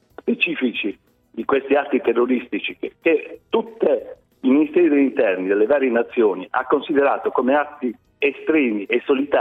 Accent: Apulia, Italy; Io sto facendo e sto scoprendo la Puglia, da pugliese.

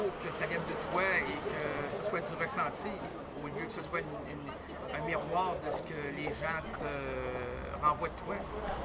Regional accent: Quebec City, Quebec, Canada; Moi, je viens de Québec.

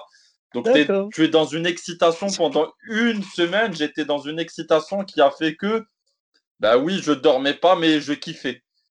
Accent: Morocco; je ne suis pas blanc, je suis comme vous, j'ai des origines noires, je suis marocain, maghrébin, africain.

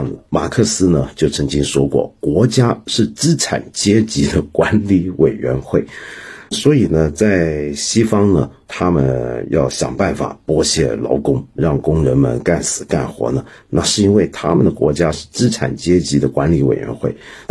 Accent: Hong Kong; 所以我们香港人工时过长是早就是一个家常便饭了

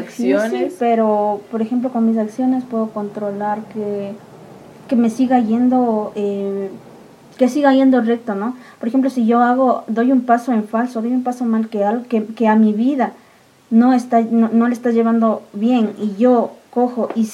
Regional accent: Cayambe, Pichincha, Ecuador; a mí siempre me ha gustado decir que soy de Cayambe, de donde mi mami es.

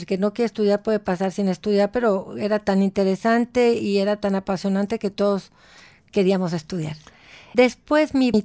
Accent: Saltillo, Coahuila, Mexico; born there; also born or lived in Monterrey; Mira, yo nací en Saltillo, Coahuila.

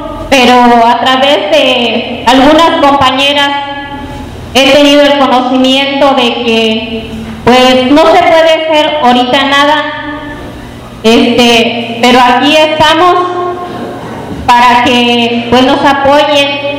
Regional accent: San Diego de la Unión, Guanajuato, Mexico; vengo del municipio de San Diego de la Unión

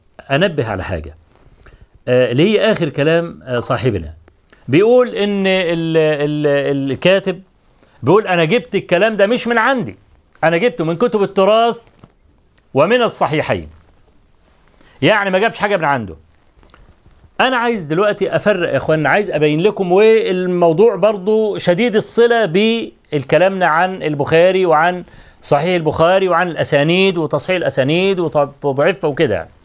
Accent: Egypt; طبعا احنا كمصريين عارفين

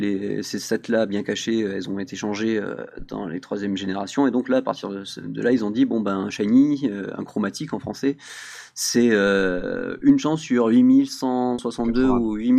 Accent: south of France, France; en tant que sudiste et râleur

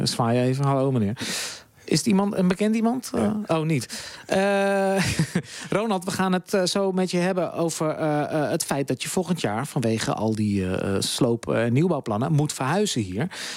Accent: The Hague, South Holland, Netherlands; Ik ben een Haagse jongen, dus ik ken die namen.

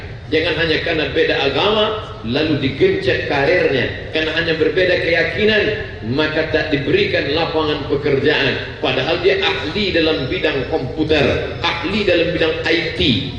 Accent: West Sumatra, Indonesia; now in Ponorogo, Indonesia; Sebenarnya ambo urang awak tapi dah cek lamo di Jawa maka bentuk iko lah.

